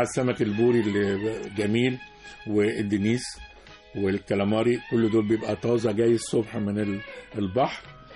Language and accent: Arabic; Port Said, Port Said Governorate, Egypt; فبورسعيد وتلاقي عشان احنا قريبين من الشام، تلاقي الكنافة النابلسية في بورسعيد.